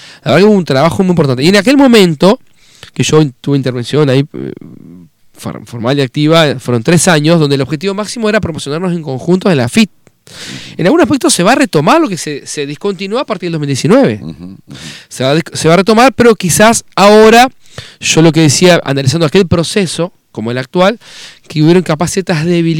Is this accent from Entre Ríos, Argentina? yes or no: yes; Concordia, Entre Ríos, Argentina; porque somos de Concordia, cruzamos el charco